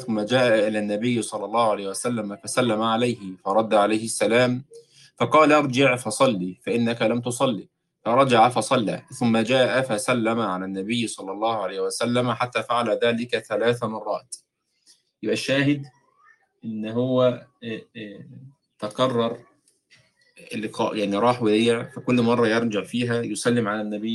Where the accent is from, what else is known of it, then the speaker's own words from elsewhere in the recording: Egypt; مر على عيال مثل ما احنا بنسميهم عندنا في مصر بيلعبوا في الشارع كده